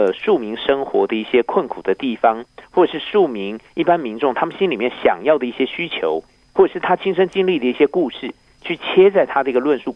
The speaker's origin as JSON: {"language": "Chinese", "country": "Taiwan", "said": "我们台湾话说板谁就是板式"}